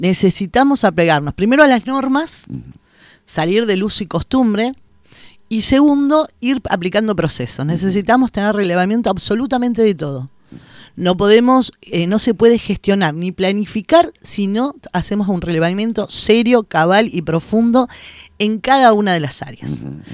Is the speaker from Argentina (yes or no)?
yes; Buenos Aires, Argentina; now in Concordia, Argentina; Yo de niña venía a Concordia, pues, mi infancia la pasé en Buenos Aires